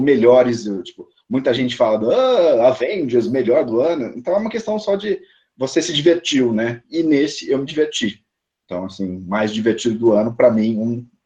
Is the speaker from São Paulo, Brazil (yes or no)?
yes; São Paulo, Brazil; Eu sou de São Paulo também, cara.